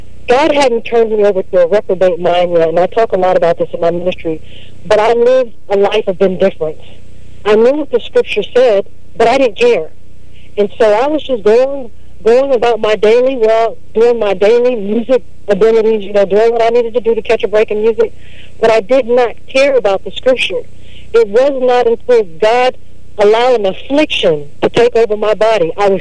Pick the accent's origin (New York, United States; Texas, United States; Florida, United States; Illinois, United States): Texas, United States; Houston; also born or lived in Louisiana; I'm here in Houston, Texas. I was born and raised down here. Well, I was born in Louisiana, raised in Houston, grew up in the church